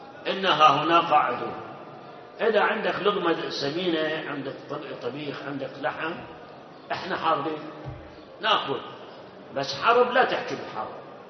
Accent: Karbala, Karbala Governorate, Iraq; بالأول كان يصير عرق حتى عندنا في كربلاء ترى على المي

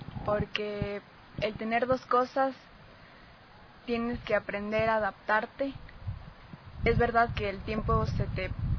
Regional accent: Pichincha, Ecuador; born there; nací en Pichincha, estudio en Tumbaco.

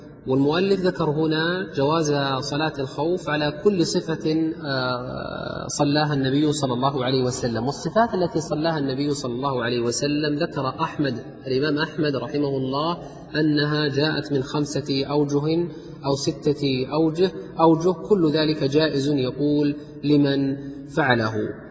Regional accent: Riyadh, Riyadh Province, Saudi Arabia; من ذهب إلى المطار عندنا في الرياض، المطار في الرياض خارج عامر البلد

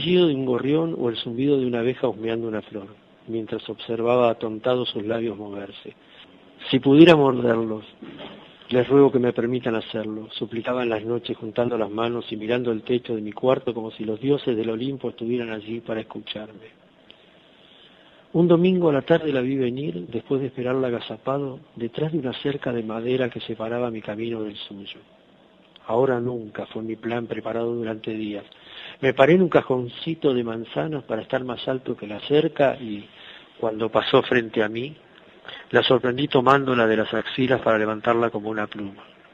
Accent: Buenos Aires, Argentina; soy de Buenos Aires, Argentina.

